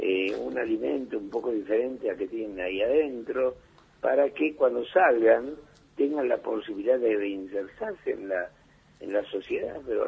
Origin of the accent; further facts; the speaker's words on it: Argentina; todos somos argentinos